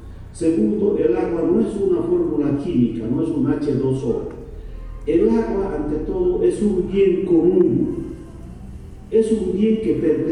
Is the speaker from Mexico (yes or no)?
no; Bolivia; Para nosotros, como bolivianos, desde nuestra perspectiva indígena, aymara y quechua, nuestra perspectiva indígena